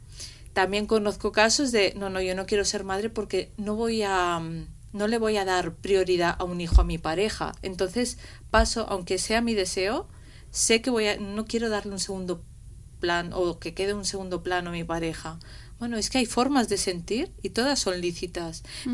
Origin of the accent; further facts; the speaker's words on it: Gandia, Valencian Community, Spain; now in Madrid, Spain; Yo soy de Gandía, entonces digo, si no, aquí en Madrid ser madre soltera es imposible. Sé que me tengo que volver a Valencia.